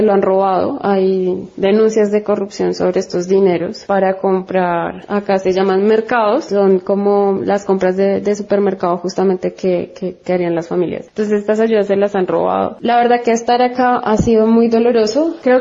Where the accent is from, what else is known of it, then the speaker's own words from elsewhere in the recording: Bogotá, Colombia; moved away; also born or lived in Argentina; Soy colombiana, aunque hace un poco más de 10 años que vivo en Argentina, aunque actualmente desde hace 5 meses estoy en Bogotá, mi ciudad de origen en Colombia.